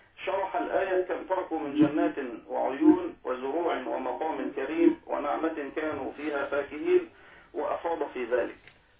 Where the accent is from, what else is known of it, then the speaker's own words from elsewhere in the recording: Damietta Governorate, Egypt; دائما أتجه يعني في سفرياتي إلى بلدي أو قريتي في محافظة دمياط